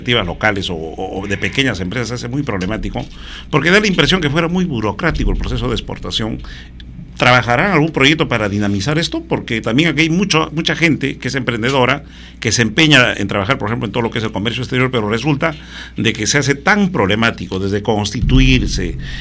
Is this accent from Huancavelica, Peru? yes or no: yes; Huancavelica, Peru; Huancavelica, Puria, por si acaso es mi tierra, Huancavelica, que siempre añoran muchos paisanos míos